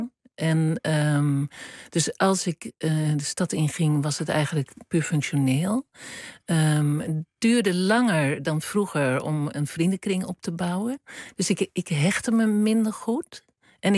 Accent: Utrecht, Netherlands; moved away as an adult; toen ik naar Rotterdam ging, vond ik dat helemaal niet. Ik kwam uit Utrecht.

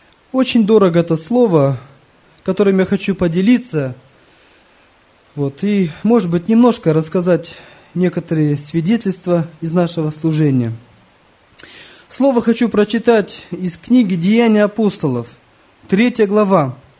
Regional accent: Kazakhstan; Я смотрю, одни казахи. Кто будет проводить собрание? Среди нашей группы я всего один казах.

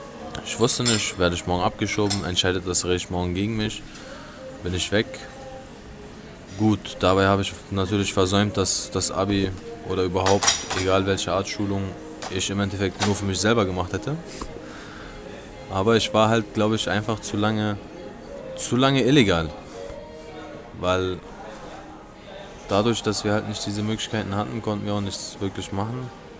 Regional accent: Berlin, Germany; accent: Berlinerisch; Also kann auch sein, dass meine Muttersprache Berlinerisch ist, weiß ich jetzt nicht genau, aber... Nee. Also ich denke Deutsch.

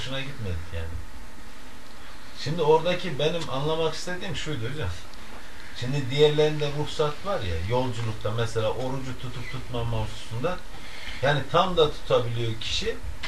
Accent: Ankara, Turkey; Değil, ben Ankaralıyım.

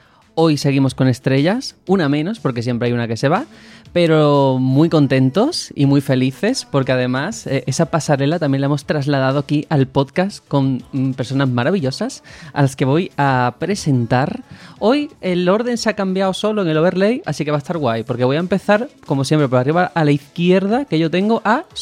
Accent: Spain; Nosotros aquí, como españoles, si es que le hemos pillado el humor a algunos personajes

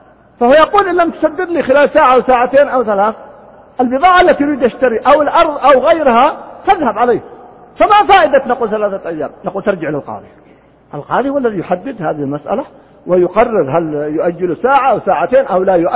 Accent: Riyadh, Riyadh Province, Saudi Arabia; كان يسمى عندنا في الرياض قديمنا الجفرة في الديرة

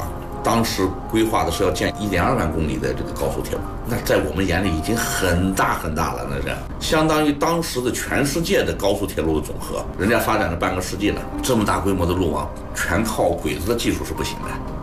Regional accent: Altay, Xinjiang, China; 我就出生在这个新疆阿勒泰，就是我们的父母都是韩国各地来的。

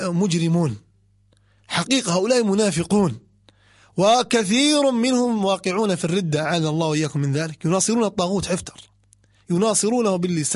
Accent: Libya; منها ما يسمون الآن عندنا في ليبيا يقولون السحب على الحمر

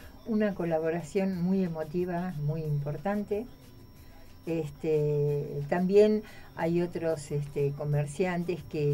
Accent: Burzaco, Buenos Aires Province, Argentina; yo soy de Bursaco y uno conoce los negocios, el ámbito donde uno está, ¿no?

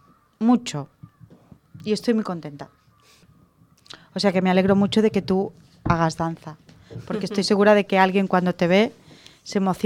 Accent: Catalonia, Spain; Es que soy catalana yo.

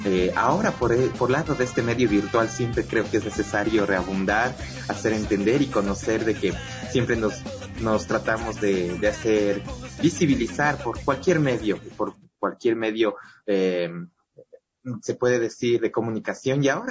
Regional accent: Ecuador; partícipes de nuestro trabajo, hacer partícipes con nuestra cultura ecuatoriana a la gente.

